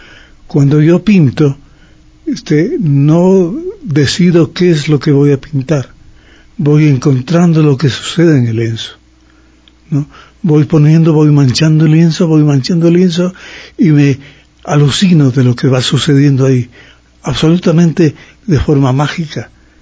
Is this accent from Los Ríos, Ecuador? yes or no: no; Ambato, Tungurahua, Ecuador; Yo he donado esa obra a mi terruño, a mi ciudad natal.